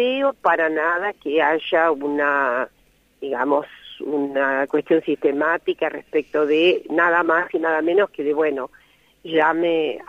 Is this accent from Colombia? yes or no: no; Jacinto Arauz, La Pampa, Argentina; pero soy pampeana, efectivamente.